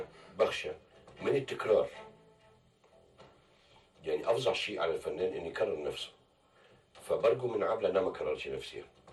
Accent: Egypt; احنا ما بناخدش اجازه على الاقل عندنا في مصر

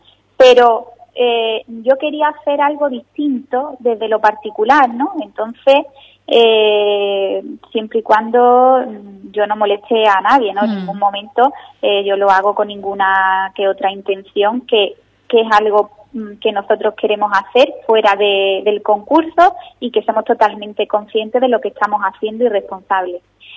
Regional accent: Ubrique, Andalusia, Spain; espero tener próximamente la oportunidad de que todos los ubriqueños puedan verlo aquí en mi pueblo.

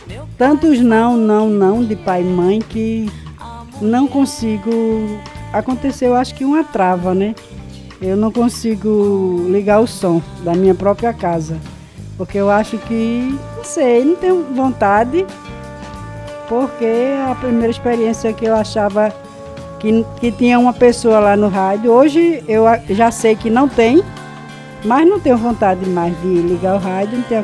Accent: Nazaré da Mata, Pernambuco, Brazil; que eu vim de Nazaré da Mata

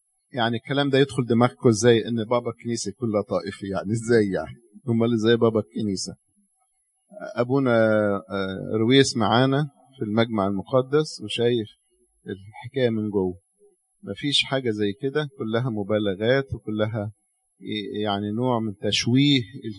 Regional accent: Egypt; ليه الناس عندنا في مصر مش عارفة تفهم دي؟

